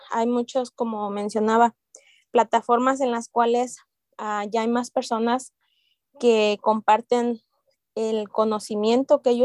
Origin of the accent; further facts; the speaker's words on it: Zamora, Michoacán, Mexico; moved away; Tengo 22 años aquí en este país y soy de Michoacán, Zamora, Michoacán.